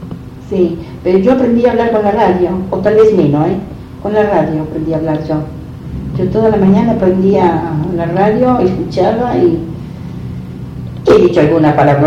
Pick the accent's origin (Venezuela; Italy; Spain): Italy; Sant'Angelo; moved away; Yo cuando me fui allá a Italia, ahí cuando llegué a mi pueblo, a Sant'Angelo